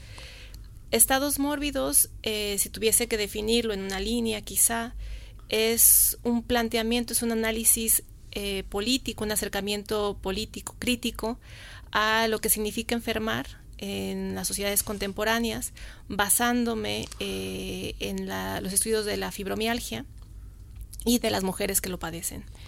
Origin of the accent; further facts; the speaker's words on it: Mexico; yo soy mexicana, como bien lo dijiste